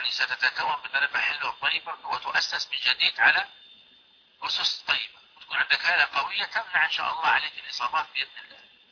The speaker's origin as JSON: {"language": "Arabic", "country": "Libya", "said": "هذه عندنا في ليبيا. لا يعقد القران إلا بهذه الشهادة"}